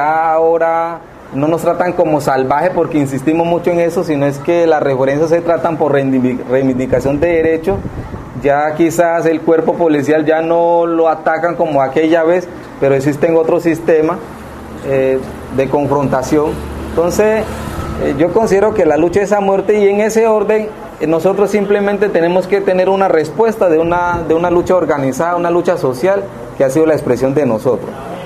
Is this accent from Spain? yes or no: no; Valle del Cauca, Colombia; el Bajo Naya, de donde yo soy, que comprende el Valle del Cauca con el departamento del Cauca, en la zona costera, limitando con municipio López de Micay y Buenaventura.